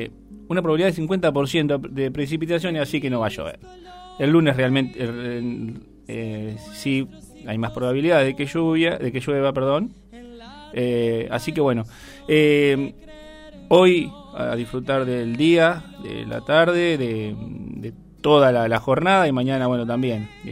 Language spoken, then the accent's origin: Spanish; Argentina; nos ha hecho perder mucho de lo que somos nosotros, lo que somos realmente los argentinos, de mirar para adentro